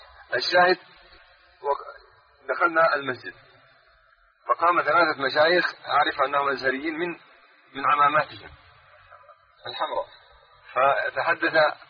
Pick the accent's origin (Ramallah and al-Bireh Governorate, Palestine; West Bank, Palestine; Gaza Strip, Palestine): Ramallah and al-Bireh Governorate, Palestine; ونحن من قضاء رام الله